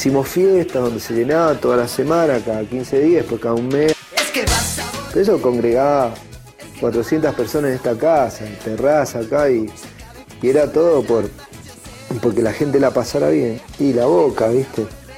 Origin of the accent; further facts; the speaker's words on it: Mendoza, Argentina; now in Buenos Aires, Argentina; esa cuestión nos trajo a Buenos Aires, sabiendo de que íbamos a seguir siendo mendocinos y no nos íbamos a dejar cambiar tan fácil.